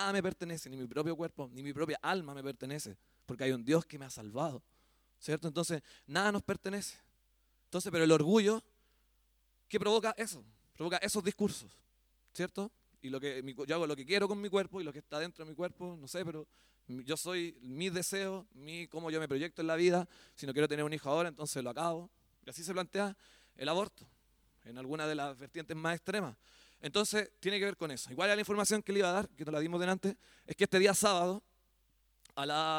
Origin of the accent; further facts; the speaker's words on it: Chile; Hablábamos el otro día con un hermano acá de este tema también que se nos instaló como chilenos.